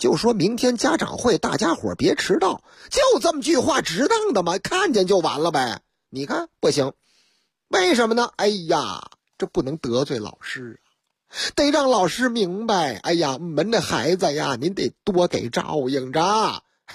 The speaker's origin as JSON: {"language": "Chinese", "region": "Shanghai", "country": "China", "tie": "born or raised there", "said": "用我老家阿拉萨哎哇哎上海话嘛"}